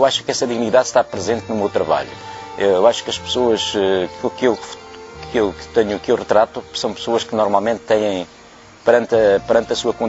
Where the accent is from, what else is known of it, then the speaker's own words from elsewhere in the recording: Norte, Portugal; porque eu também sou transmontano, também vivi